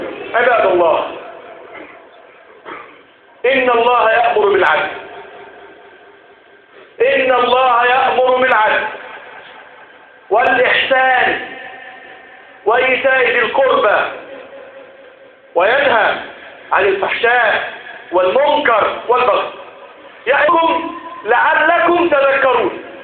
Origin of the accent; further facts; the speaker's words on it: Egypt; اجعل بلدنا مصر امنا مطمئنا